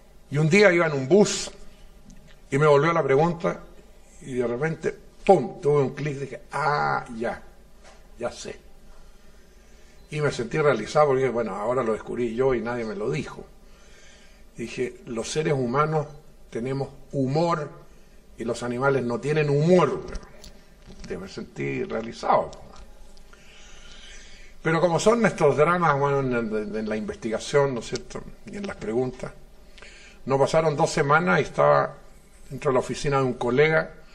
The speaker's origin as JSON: {"language": "Spanish", "country": "Germany", "said": "Cuando yo era niño, tenía unos 7 años. Yo soy un niñito alemán, ¿no?"}